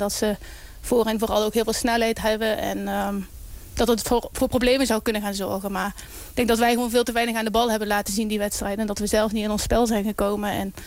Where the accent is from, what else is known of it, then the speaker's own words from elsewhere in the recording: Netherlands; ik als Nederlander, dat ik zie dat er zoveel talent aan komt